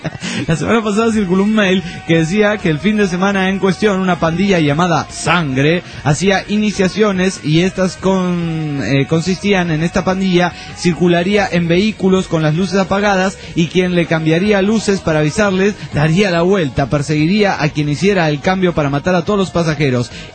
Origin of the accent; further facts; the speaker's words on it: Guatemala; de Guatemala.